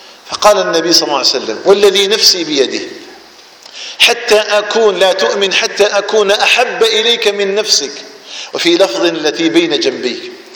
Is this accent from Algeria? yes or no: yes; Algeria; بلدنا الجزائر